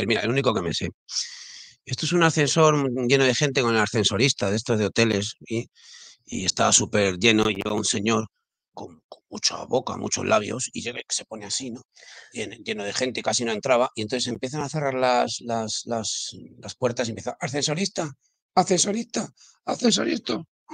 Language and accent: Spanish; Leganés, Community of Madrid, Spain; Bueno, pues soy de Leganés.